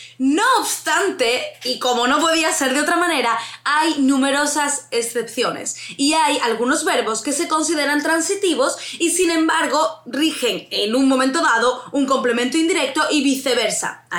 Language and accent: Spanish; Andalusia, Spain; para mí, siendo andaluza, suena fatal, pero para ellos es algo habitual.